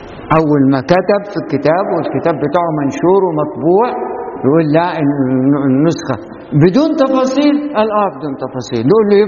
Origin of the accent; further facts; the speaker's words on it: Faiyum Governorate, Egypt; لما جيت أنا أخش بعد ما حفظت القرآن لظهر ما لقيتش في محافظة الفيوم كلها معهد أزهري